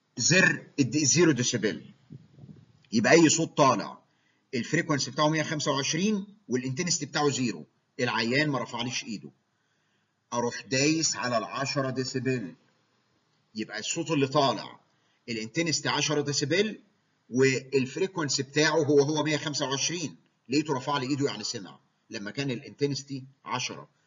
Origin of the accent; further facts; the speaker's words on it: Egypt; هو الاجهزه اللي عندنا في مصر مش شرط 8 فريكوانسيز